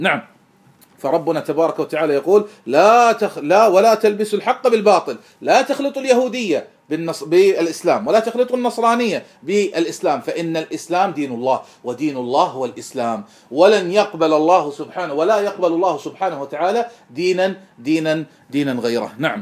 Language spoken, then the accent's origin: Arabic; Kuwait; أنا كويتي والرافض كويتي